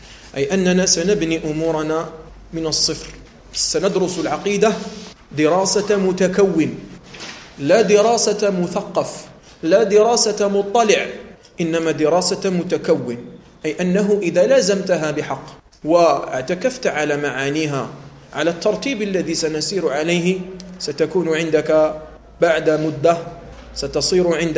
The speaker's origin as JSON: {"language": "Arabic", "country": "Algeria", "said": "لأنه لا يدري كثيرا من الأشياء التي عندنا في الجزائر"}